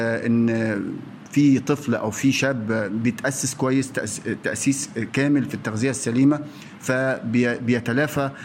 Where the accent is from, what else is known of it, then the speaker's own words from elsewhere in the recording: Egypt; وحضرتك عارف وانا مصري وحضرتك مصري